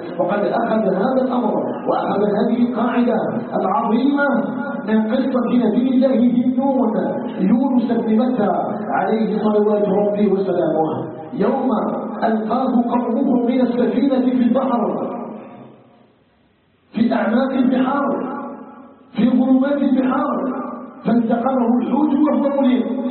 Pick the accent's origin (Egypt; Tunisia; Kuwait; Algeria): Algeria; عموما وفي بلدنا الجزائر بصفة خاصة